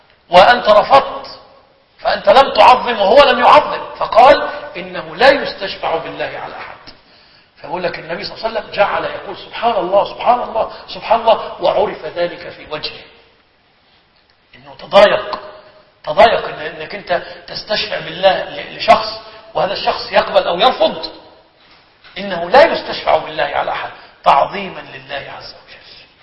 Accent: Egypt; يعني أبلغ الأيمان عندنا في مصر

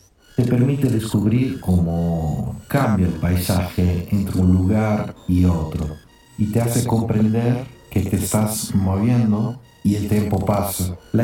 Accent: Italy; Spanish is a second language; now in San Juan, Argentina; soy italiano, 5 años que estoy radicado en la provincia de San Juan.

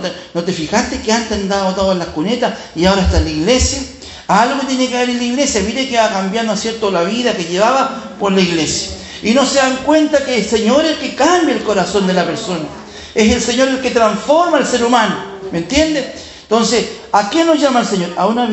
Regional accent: Chile; Si yo soy chileno, ¿qué tenemos que ver con los argentinos?

